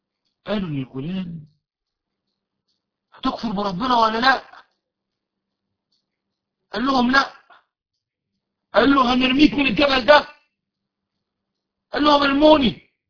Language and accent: Arabic; Egypt